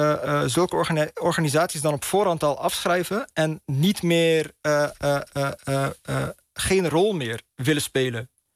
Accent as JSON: {"language": "Dutch", "country": "Netherlands", "tie": "born or raised there", "said": "om als Marokkaans-Nederlandse millennial op te groeien in het Nederland na 9-11"}